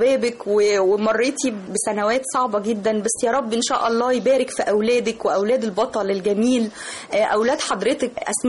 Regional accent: Egypt; اكيد مشاهد صعبه بتمر علينا كلنا كمصريين

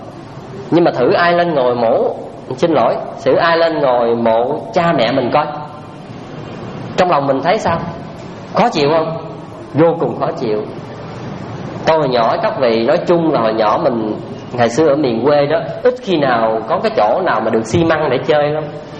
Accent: Trà Ôn, Vĩnh Long, Vietnam; ở quê tôi ở Trà Ôn á, có một cái chuyện mà ngày hôm nay vẫn còn di chứng lại đó.

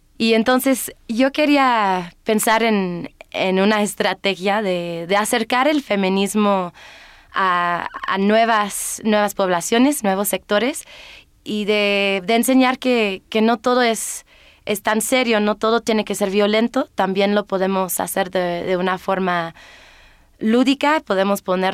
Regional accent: United Kingdom; Spanish is a second language; Ah, claro, sí, yo soy británica.

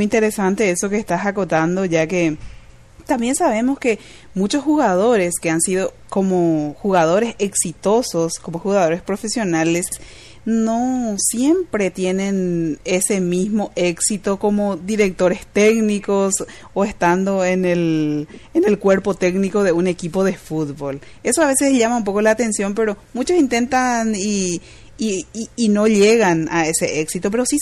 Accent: Paraguay; cuando te preguntan de dónde sos, de Paraguay, te dicen, por el fútbol, enseguida nos conectan

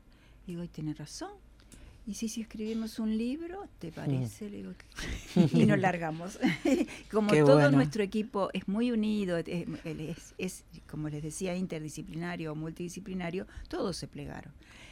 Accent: Colonia, Uruguay; Yo soy un caso que vine en el 64 desde Colonia, o sea que fue todo un esfuerzo.

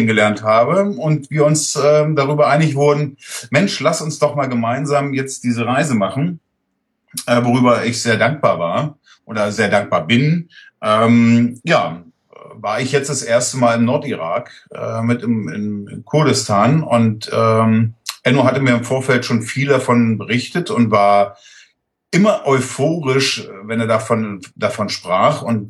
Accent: Hamburg, Germany; Ja, also ich komme aus Hamburg

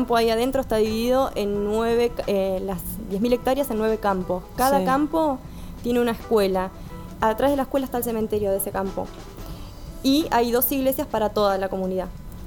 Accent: Carlos Casares, Buenos Aires Province, Argentina; justo en mi pueblo, en Carlos Casares

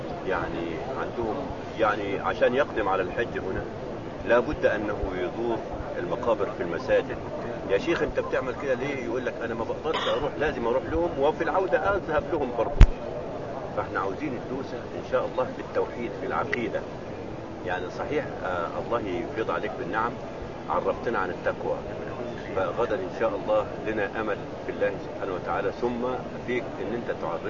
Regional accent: Egypt; عندنا يعني أنا من مصر

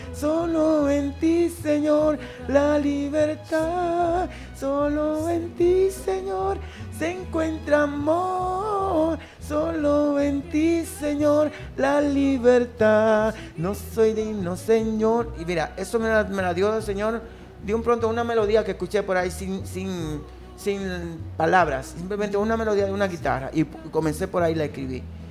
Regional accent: Dominican Republic; soy dominicano y lamentablemente hablo muy rápido.

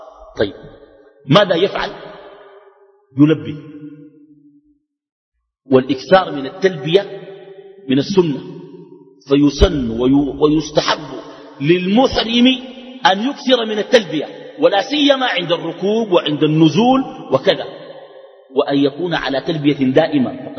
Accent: Sudan; عندنا في السودان

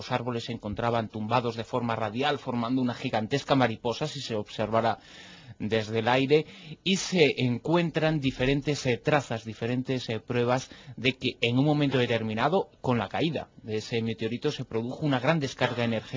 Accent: Galicia, Spain; como gallego soy de los que apoyo tanto al Deportivo como al Celta

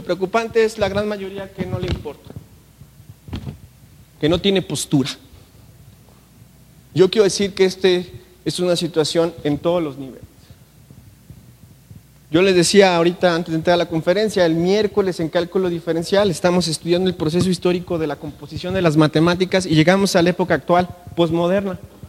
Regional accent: Mexico; Y tengo que pagarlo porque es mi obligación como mexicano.

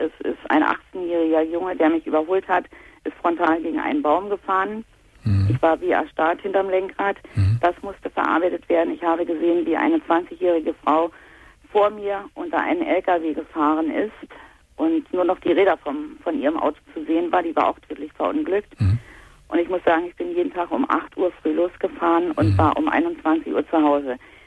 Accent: East Germany, Germany; ich komme aus dem Osten und zu der Zeit sind ja hier im Osten Kaufhäuser aus dem Boden geschossen

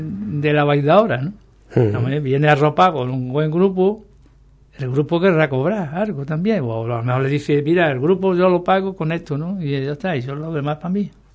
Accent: Ubrique, Andalusia, Spain; yo mi pueblo antes que nada, antes que nada, yo lo que quiero es promoción para mi pueblo

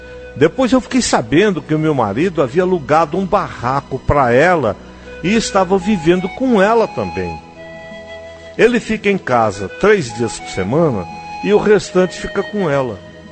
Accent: Bahia, Brazil; moved away as an adult; now in Brasília, Brazil; eu sou da Bahia e eu vim morar aqui em Brasília. Moro com um homem, né? Vim aqui para tentar a vida. Eu moro com um homem, temos 4 filhas. E uma irmã também veio comigo.

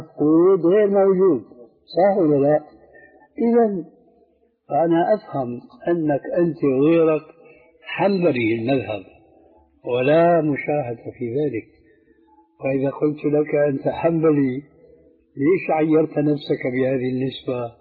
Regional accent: Syria; فالآن كما يقولون أيضا عندنا في سوريا بصوت أحمدي يعني واسع في حرية كاملة

